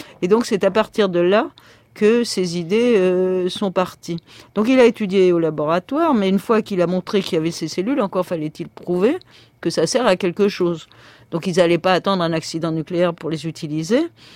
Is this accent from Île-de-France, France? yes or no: yes; Paris, Île-de-France, France; Rien en tant que parisienne et avec mon mari ne nous prédestinait à faire de l'alpinisme.